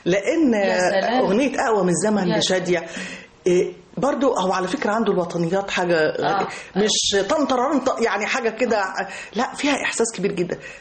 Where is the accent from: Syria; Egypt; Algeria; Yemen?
Egypt; Upper Egypt; يعني انا كصعيديه